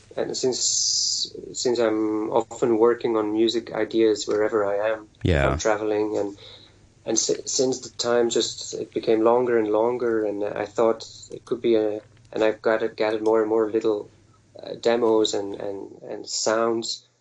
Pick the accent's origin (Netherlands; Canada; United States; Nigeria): Netherlands; first language Dutch; English is a second language; And that's in Dutch, my native language.